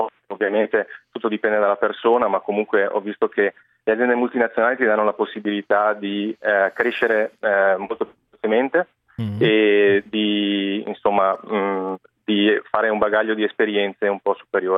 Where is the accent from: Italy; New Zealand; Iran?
Italy; Verona, Veneto; moved away as an adult; now in Dubai, United Arab Emirates; Sono di Verona, sì, Verona del Lago di Garda.